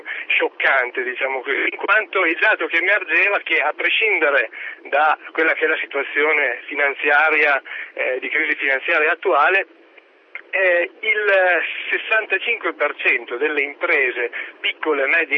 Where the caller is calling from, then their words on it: Parma, Emilia-Romagna, Italy; Sì, buongiorno, sono da Parma, non da Roma.